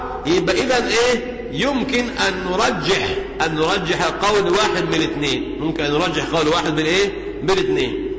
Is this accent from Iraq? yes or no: no; Egypt; عندنا في مصر